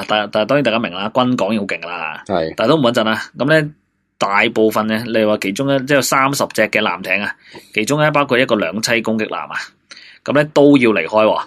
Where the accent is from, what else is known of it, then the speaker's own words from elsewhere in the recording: China; 咁啊，成个中南半岛啦，我哋中国人就叫中南半岛嘅